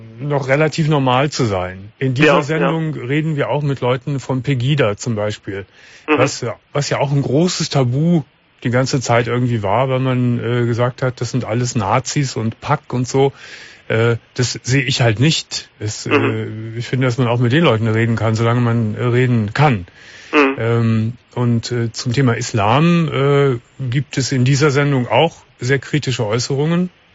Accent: Cologne, North Rhine-Westphalia, Germany; Ich bin ja aufgewachsen hier in Köln mit der Feministin schlechthin, nämlich mit Alice Schwarzer.

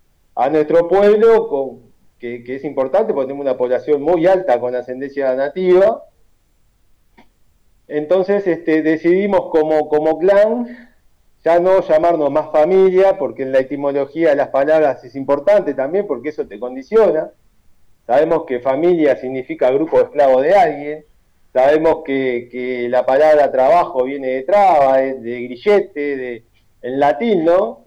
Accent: Montevideo, Uruguay; ancestría charrúa, ¿no? Por mis abuelos y mis abuelos allá de la aldea. Yo nací en el Cerro Montevideo, viví 36 años en el Cerro Montevideo. Mis viejos se fueron del Cerro de la Aldea para el Cerro Montevideo.

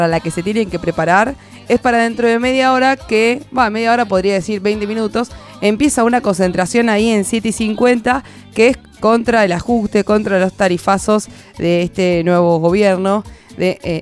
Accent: La Plata, Buenos Aires Province, Argentina; Yo soy platense.

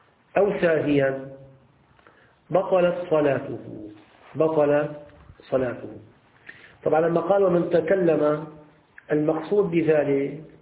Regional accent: Syria; يعني بعامية عندنا في الشام

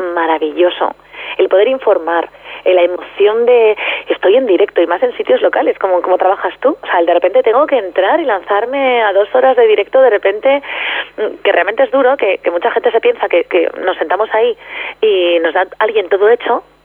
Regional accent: Aranda de Duero, Castile and León, Spain; cuando empecé con 21 años en Onda Cero en Aranda, en mi pueblo, que he trabajado en todas, en Radio Nacional, en Onda Cero, en la SER, en la COPE y en Punto Radio

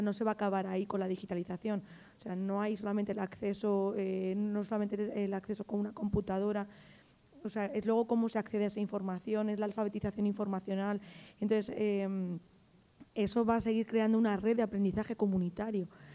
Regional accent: Spain; yo soy española, pero represento a República Dominicana del Archivo General de la Nación.

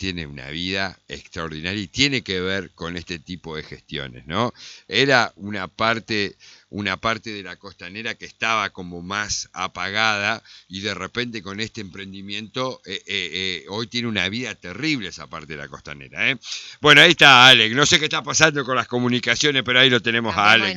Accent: Concordia, Entre Ríos, Argentina; y eso que soy de acá de Concordia.

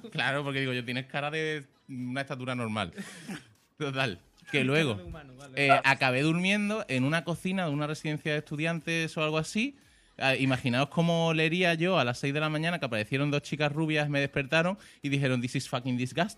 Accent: Valencia, Valencian Community, Spain; Bueno, claro, ten en cuenta que yo me crié en Valencia.

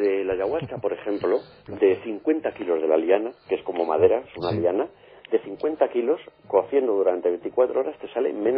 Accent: Spain; Yo no les voy a decir ni que soy español ni nada.

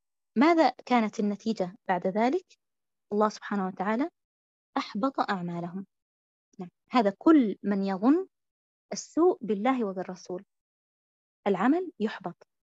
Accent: Syria; مثلا أنا أقول يعني عن بلدي الشام مثلا

